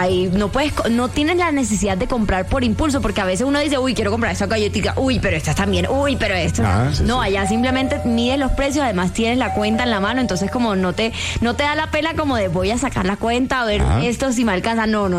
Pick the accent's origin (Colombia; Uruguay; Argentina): Colombia; Montería, Córdoba; now in Bogotá, Colombia; yo que vengo de Montería, pues en Montería no hay muchas tiendas de barrio.